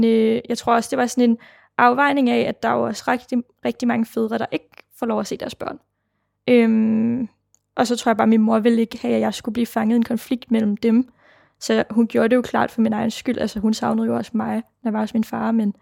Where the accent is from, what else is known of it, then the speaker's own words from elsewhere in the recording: Jonstrup, Capital Region of Denmark, Denmark; jeg bliver født tilbage i 99 i sådan en lille by, der hedder Jonstrup, som ligger 20 km uden for København. Og her bor jeg med min mor, som hedder Rikke, og min far, som hedder Mohammed. Og min far er jo så indvandrer fra Nordmakedonien